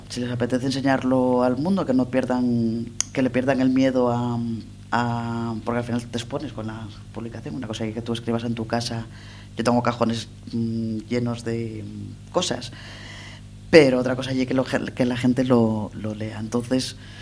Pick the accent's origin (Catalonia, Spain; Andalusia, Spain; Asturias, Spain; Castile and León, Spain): Asturias, Spain; El Entrego; soy del Entrego, con lo cual, una presentación en casa, con gente con la que comparto muchas cosas de reivindicaciones y demás, y con la gente con la que me crié.